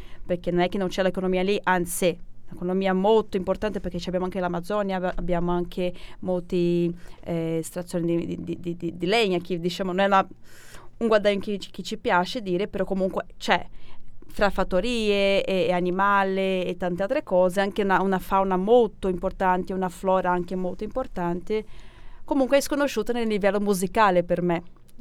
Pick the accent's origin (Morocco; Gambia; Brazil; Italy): Brazil; North Region; Italian is a second language; oggi torniamo alla mia terra, la parte nord del Brasile